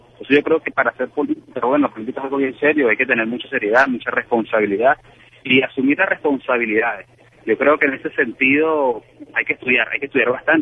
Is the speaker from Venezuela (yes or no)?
yes; Venezuela; o yo como venezolano le puedo decir a la población de Estados Unidos